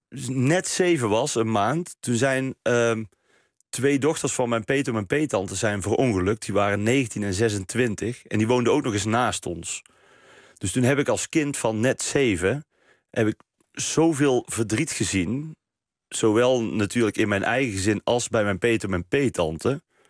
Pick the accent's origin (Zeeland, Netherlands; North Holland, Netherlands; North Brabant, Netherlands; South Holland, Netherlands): North Brabant, Netherlands; Best; in Best, waar ik vandaan kom.